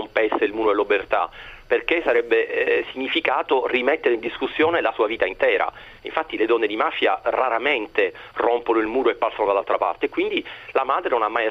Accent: Palermo, Sicily, Italy; da siciliano sono cresciuto negli anni 80, negli anni bui di Palermo

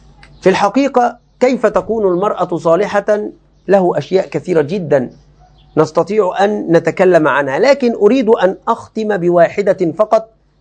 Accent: Egypt; باب عندنا في مصر خطير جدا للأسف الشديد

